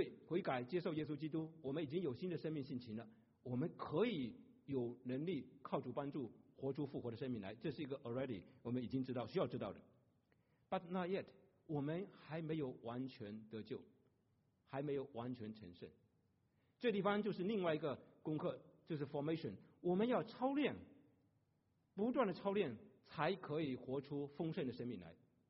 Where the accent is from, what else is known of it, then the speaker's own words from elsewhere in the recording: China; 便宜没好货，我们中国人很精明的